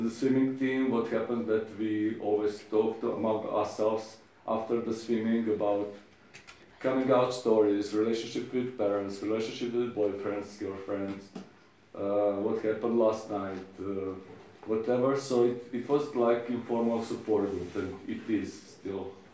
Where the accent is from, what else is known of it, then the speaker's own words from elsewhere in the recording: Zagreb, City of Zagreb, Croatia; from Zagreb